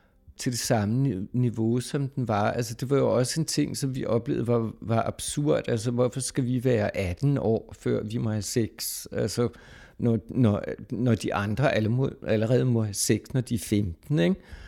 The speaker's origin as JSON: {"language": "Danish", "town": "Struer", "region": "Central Denmark Region", "country": "Denmark", "tie": "born there", "said": "Jeg er født i Struer i det herrens år 1954."}